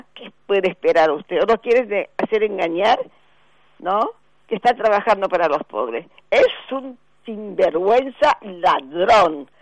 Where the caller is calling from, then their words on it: Recoleta, Buenos Aires, Argentina; de Recoleta.